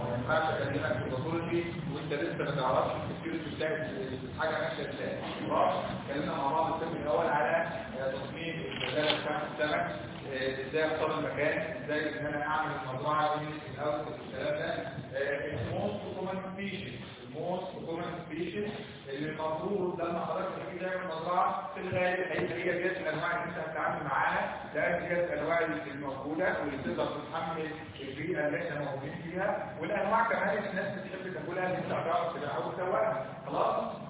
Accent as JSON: {"language": "Arabic", "country": "Egypt", "said": "احنا عارفين ان احنا كلنا مصريين، ان احنا كلنا مصريين"}